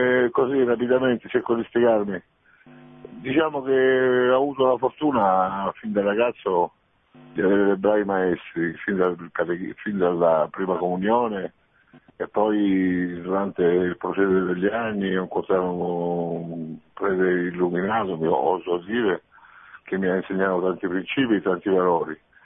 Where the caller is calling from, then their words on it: Rome, Lazio, Italy; da Roma, padre.